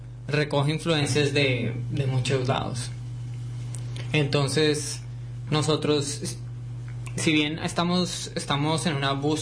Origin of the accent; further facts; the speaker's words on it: Colombia; Bueno, somos de Colombia, la mayoría, y es música colombiana por eso.